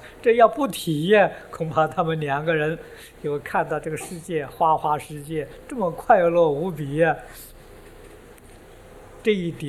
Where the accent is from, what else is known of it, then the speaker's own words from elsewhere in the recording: China; 我们中国人喜欢拜的天宫